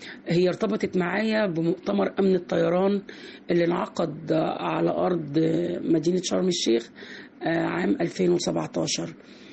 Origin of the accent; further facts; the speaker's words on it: Cairo Governorate, Egypt; also born or lived in Shubra; أنا من مواليد شبرا، بس اتربيت السنوات الأولى من الطفولة عندي في بيت جدتي في حي القلعة